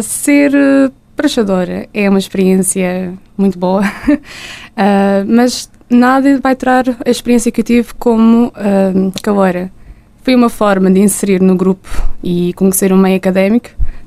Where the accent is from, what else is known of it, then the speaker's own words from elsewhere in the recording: Madeira, Portugal; now in Vila Real, Portugal; Sendo caloira e sendo madeirense, obviamente que passo muito mais tempo cá em Vila Real, só vou à Madeira nos tempos de férias.